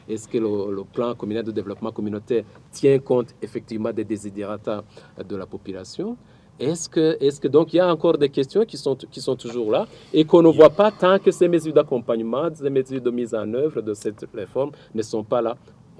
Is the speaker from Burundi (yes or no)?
yes; Burundi; Mais nous sommes tous des Burundais.